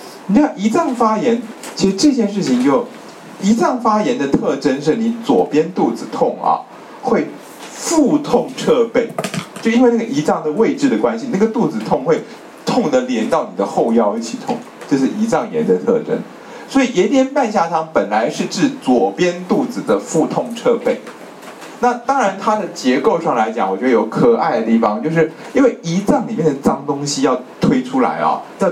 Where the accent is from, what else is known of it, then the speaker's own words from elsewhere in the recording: China; 我们中国人说断筋啊